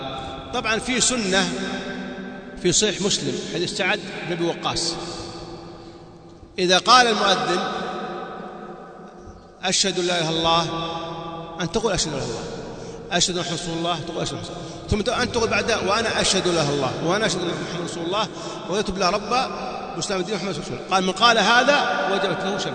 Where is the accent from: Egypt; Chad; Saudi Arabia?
Saudi Arabia; كنت أظن كما عندنا في السعودية أن هذا أذان الفجر